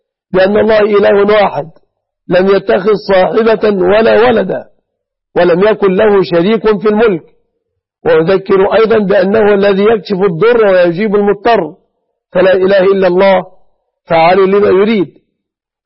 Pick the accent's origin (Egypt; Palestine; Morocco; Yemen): Egypt; بلادنا مصر